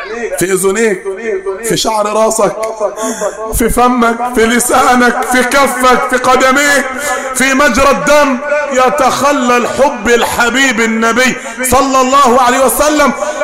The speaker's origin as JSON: {"language": "Arabic", "region": "Upper Egypt", "country": "Egypt", "accent": "Sa'idi", "said": "على رأينا هنا في الصعيد، وانا بتكلم باللهجة الصعيدية على الدوام"}